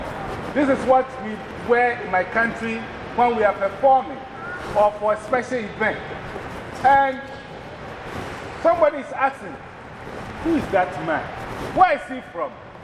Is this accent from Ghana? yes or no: yes; Ghana; I'm originally from Ghana, West Africa. My country, Ghana, used to be called Gold Coast.